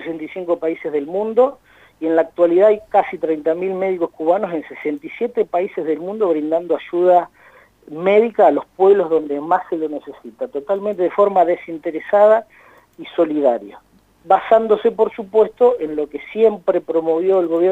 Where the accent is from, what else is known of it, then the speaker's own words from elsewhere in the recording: Argentina; Como sociedad, como pueblo argentino, creo que hemos demostrado solidaridad y responsabilidad.